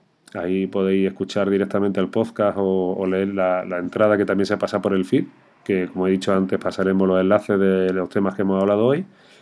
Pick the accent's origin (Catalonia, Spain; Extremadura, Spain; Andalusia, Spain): Andalusia, Spain; la cervecita típica, que tanto tú y yo que somos andaluces tanto nos gusta